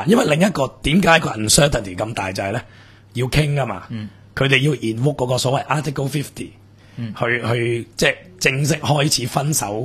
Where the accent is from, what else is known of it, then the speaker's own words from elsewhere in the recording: Hong Kong; 我哋香港人